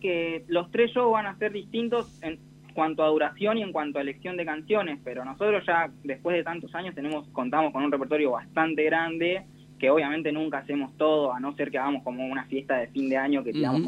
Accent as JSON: {"language": "Spanish", "town": "Necochea", "region": "Buenos Aires Province", "country": "Argentina", "said": "Sí, y también soy de Necochea, y es el aniversario de Necochea el 12 de octubre"}